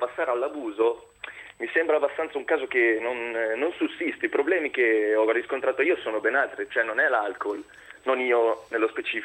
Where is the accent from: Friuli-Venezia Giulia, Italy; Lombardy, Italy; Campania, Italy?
Lombardy, Italy; Milan; io ho 20 anni, sono cresciuto a Milano dai 14 ai 19, sono sempre uscito